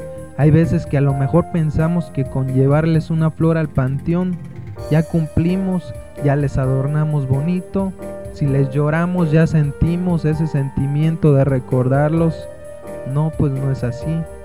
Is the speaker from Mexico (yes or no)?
yes; Mexico; rescatamos nuestras tradiciones como mexicanos